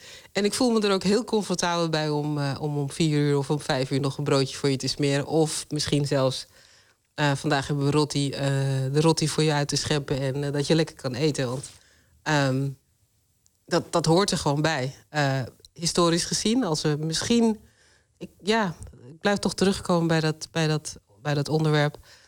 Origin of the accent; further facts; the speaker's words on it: Netherlands; Ja, want ik ben altijd Nederlander geweest. Ik heb Surinaamse roots. En daar ben ik apen trots op. Maar ik ben ook een hele... ik ben een Nederlander.